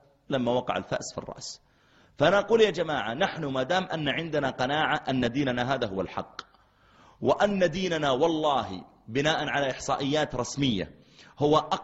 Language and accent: Arabic; Mecca, Makkah Province, Saudi Arabia; قلت لا أنا من السعودية، أنا من مكة، تعرف مكة؟